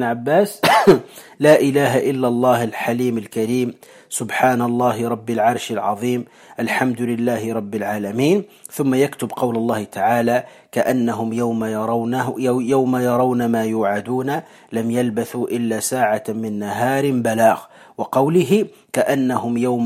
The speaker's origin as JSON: {"language": "Arabic", "country": "Morocco", "said": "الكمأة هي الفطر الذي يسمى عندنا في المغرب يسمى الترفاس"}